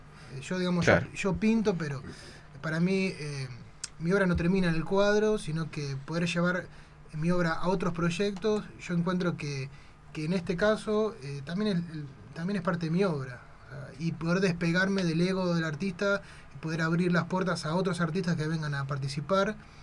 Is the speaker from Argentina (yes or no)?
yes; Isla Maciel, Buenos Aires Province, Argentina; y sí, soy de Lela Maciel.